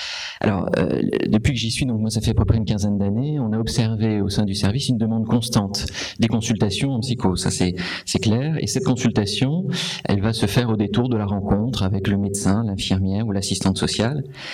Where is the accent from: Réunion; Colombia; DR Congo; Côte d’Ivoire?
Réunion; je viens de l'île de la Réunion et donc c'est un contexte particulier